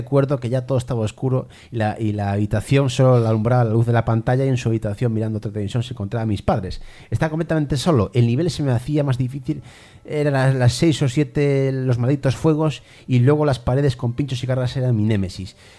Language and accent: Spanish; Chile; En mi país, Chile, existe un lugar conocido como Persa Biobio.